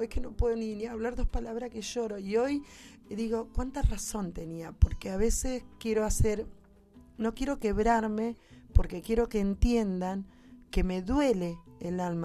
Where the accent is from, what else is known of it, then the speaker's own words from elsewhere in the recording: Buenos Aires, Argentina; yo me crié en Villa Lugano. Mi mamá me trajo a los 6 meses y de ahí me crié, sé cómo son las cosas, cómo se vive.